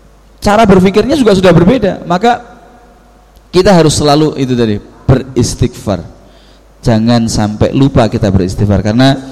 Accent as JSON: {"language": "Indonesian", "region": "Java", "country": "Indonesia", "said": "salah dua daripada kesalahan kita orang Jawa mempercayai hal-hal seperti itu"}